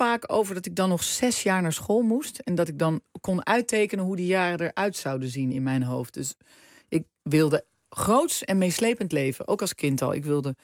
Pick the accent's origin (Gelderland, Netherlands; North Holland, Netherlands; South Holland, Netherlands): North Holland, Netherlands; Heemstede; ik kwam uit Heemstede. Ik woon op de Herenweg.